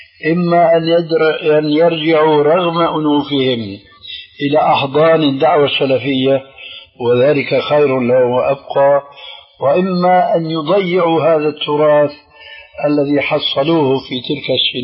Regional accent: Damascus, Damascus Governorate, Syria; وأنا أعرف، وأنا سوري دمشقي كما تعلمون

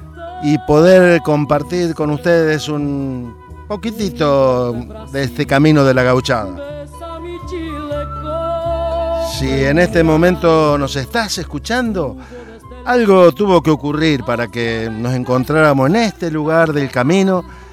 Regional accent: interior, Argentina; now in Buenos Aires, Argentina; cuando mi familia, como muchos argentinos, tuvimos que emigrar por trabajo de mi padre, del interior de Argentina a rumbo a dónde, a la capital federal, a Buenos Aires

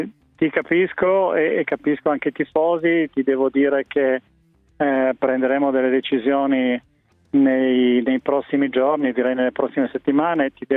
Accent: Turin, Piedmont, Italy; moved away; Io, essendo torinese, ancorché ormai a Torino non ci viva più da tanto tempo

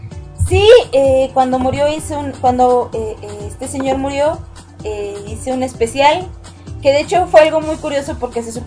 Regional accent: Mexico; Y yo: no, soy mexicana. Pero, ¿vives en Perú? No, yo vivo en México.

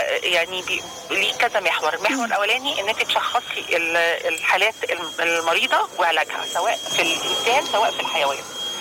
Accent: Alexandria, Alexandria Governorate, Egypt; فبالتالي ابتدت تظهر عندنا في إسكندرية كمان الفاشيولا

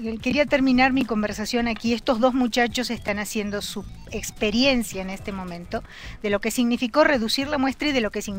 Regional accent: Argentina; A mi museo, qué bárbara, como buena argentina, a nuestro museo.

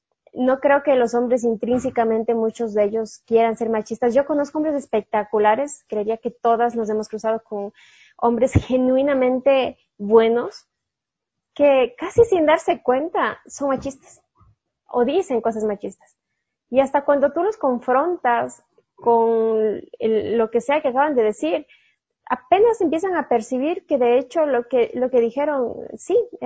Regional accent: Cuenca, Azuay, Ecuador; yo crecí como católica, muy católica, soy cuencana

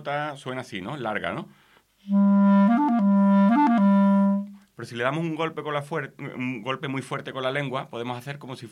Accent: Málaga, Andalusia, Spain; los dos somos de Málaga y hablamos mucho

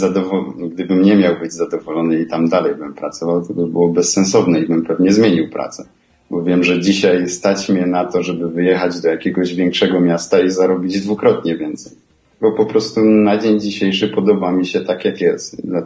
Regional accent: Silesian Voivodeship, Poland; bo ja pochodzę ze Śląska, z mojego miasta i tutaj właśnie jest dosyć dużo górników

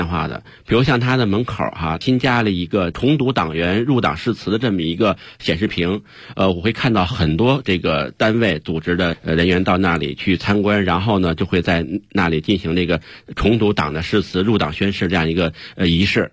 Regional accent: Beijing, China; 一般咱们北京人嘛坐北朝南的这种正房是北房

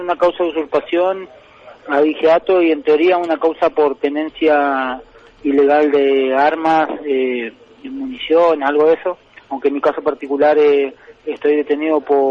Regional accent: Cushamen, Chubut, Argentina; del allanamiento que hubo en mi tierra, en Cusamapu, o Cusamen

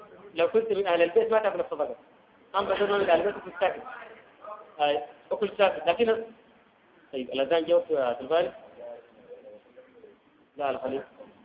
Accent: Sudan; لكن تخفيفها بيوم معين كما عندنا في السودان

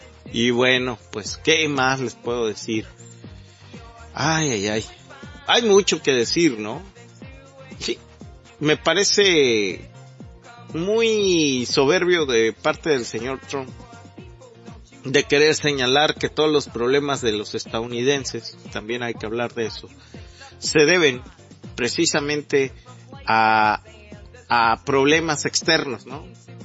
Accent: Mexico; nos dejaron a todos los mexicanos viviendo con migajas. Somos el país de América Latina que ganamos menos

